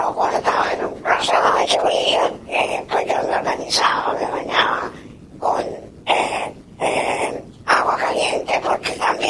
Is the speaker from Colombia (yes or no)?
yes; Tuluá, Valle del Cauca, Colombia; yo vengo de Tuluá.